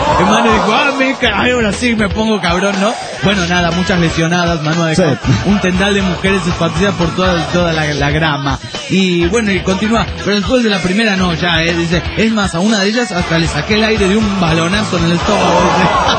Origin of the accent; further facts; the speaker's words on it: Sonora, Mexico; Le comento que yo soy de Sonora